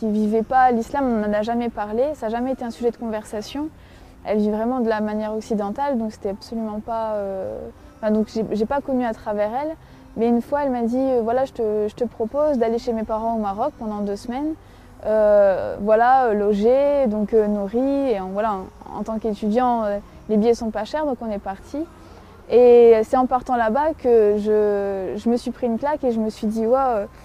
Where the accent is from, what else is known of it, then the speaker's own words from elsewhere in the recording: Lille, Hauts-de-France, France; j'ai 24 ans, donc je suis française et je suis d'origine de Lille. Je suis étudiante en master de sociologie et développement social, et je suis musulmane depuis 3 ans.